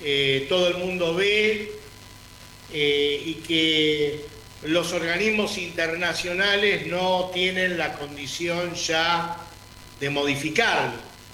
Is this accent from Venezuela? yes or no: yes; Venezuela; no entendemos que hoy somos tan gazatíes como latinoamericanos, como venezolanos